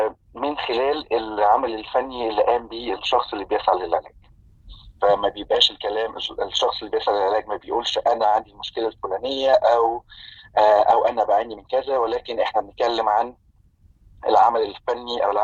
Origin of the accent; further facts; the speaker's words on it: Egypt; now in Vancouver, Canada; أنا مصري المولد، عشت معظم حياتي في مصر،